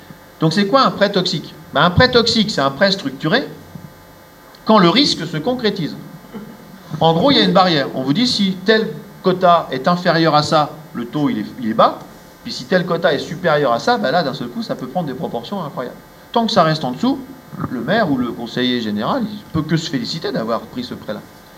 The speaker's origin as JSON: {"language": "French", "town": "Orléans", "region": "Centre-Val de Loire", "country": "France", "said": "J'ai pris le cas du Loiret parce que moi je viens d'Orléans."}